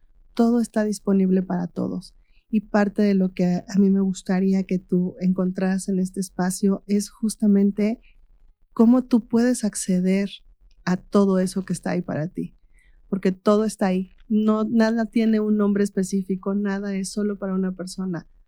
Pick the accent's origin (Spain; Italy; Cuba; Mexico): Mexico; Amecameca, State of Mexico; moved away; regresé a Meca, porque yo me fui de aquí de Mecameca por 30 años más o menos.